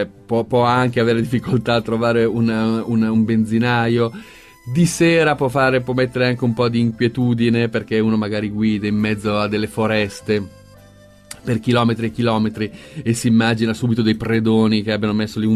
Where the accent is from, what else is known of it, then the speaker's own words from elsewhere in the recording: Milan, Lombardy, Italy; Io sono di Milano